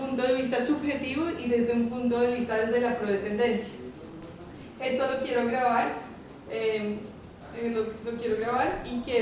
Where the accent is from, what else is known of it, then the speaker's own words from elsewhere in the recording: Bogotá, Colombia; also born or lived in Boston, United States; Sí, de Bogotá, sí. Sí. Pero cuando era pequeña viví en Boston, en Estados Unidos, y viví...